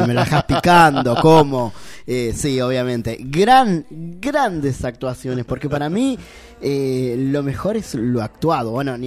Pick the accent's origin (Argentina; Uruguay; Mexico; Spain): Spain; a mí me sale el italiano de adentro. Italiano que no tengo, soy español.